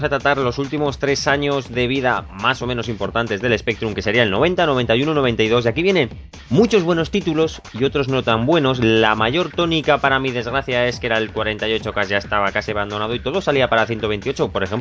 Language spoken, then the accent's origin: Spanish; Zaragoza, Aragon, Spain; Aquí, por lo menos en Zaragoza, que yo soy de Zaragoza